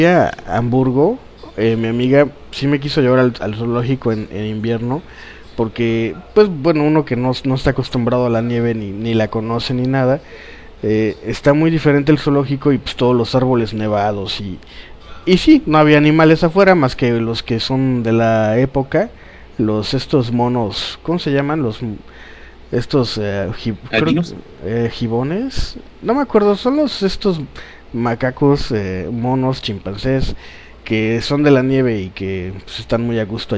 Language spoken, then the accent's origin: Spanish; Poza Rica, Veracruz, Mexico; Como yo, pues toda mi infancia aquí en Poza Rica, los fines de semana es, ¿qué hacemos? Vamos a la playa.